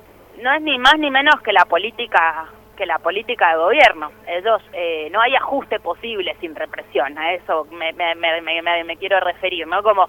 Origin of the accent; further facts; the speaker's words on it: Argentina; en los peores momentos que nosotros como pueblo argentino ya vivimos